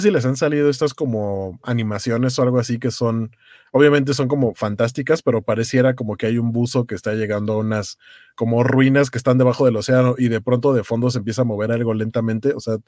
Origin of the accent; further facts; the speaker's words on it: Iztapalapa, Mexico City, Mexico; yo no los sentí porque yo soy de Iztapalapa